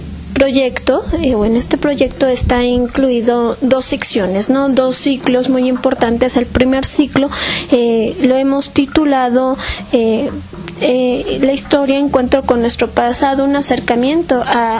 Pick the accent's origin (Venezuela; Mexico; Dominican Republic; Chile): Mexico; somos mexicanos porque tenemos ciertos elementos que la historia nos ha ofrecido